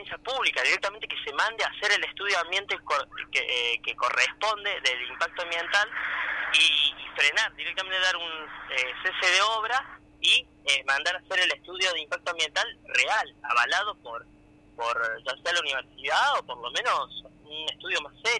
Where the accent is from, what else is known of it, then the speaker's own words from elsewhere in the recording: Cosquín, Córdoba, Argentina; yo soy acá de Cosquín, de mi familia nació acá, yo nací acá.